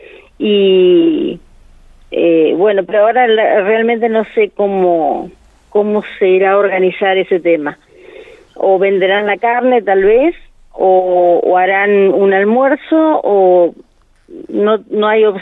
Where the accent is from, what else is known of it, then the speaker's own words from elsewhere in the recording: Uriburu, La Pampa, Argentina; de parte de Uriburu, que es mi pueblo, y de acá de Anguil también.